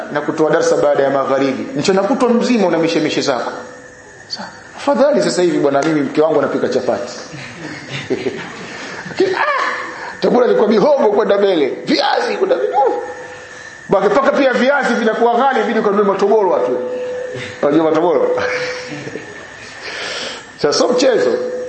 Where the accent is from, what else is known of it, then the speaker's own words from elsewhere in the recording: Kigoma, Tanzania; Mimi nimetoka Kigoma mwanafunzi. Kigoma kuna vigogo, mashehe.